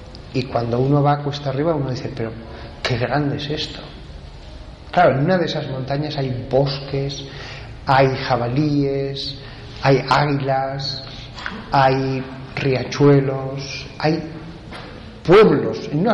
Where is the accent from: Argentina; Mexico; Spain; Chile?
Spain; Huesca, Aragon; Yo soy de Huesca, la parte central, el corazón de los Pirineos, y ahí hay montañas impresionantes.